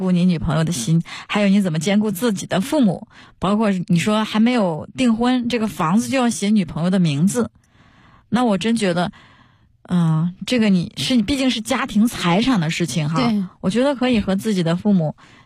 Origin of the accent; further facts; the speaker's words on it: Hebei, China; 因为北边这边，你看我是河北人，那我知道就是北方这边的彩礼它没有那么高